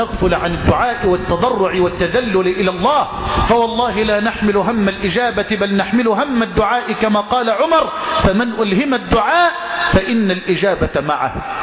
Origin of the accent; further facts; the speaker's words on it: Egypt; اللهم اجعل بلدنا مصر واحة للأمن والأمان